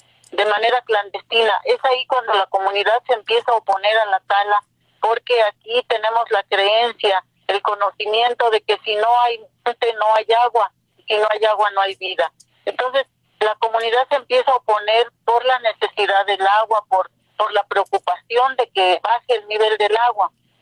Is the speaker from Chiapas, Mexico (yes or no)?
no; Zacacuautla, Hidalgo, Mexico; de Zacacuautla, Acasochitlán, Hidalgo. Mi pueblo es en la Sierra Norte de Hidalgo, colindando con la Sierra Norte de Puebla. Es un lugar muy propicio para lo forestal.